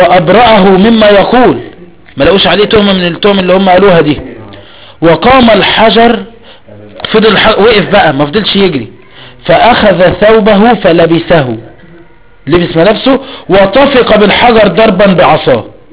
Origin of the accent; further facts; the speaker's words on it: Egypt; هو مش ما عندك عيون موسى ايه؟ عندنا في مصر ايه؟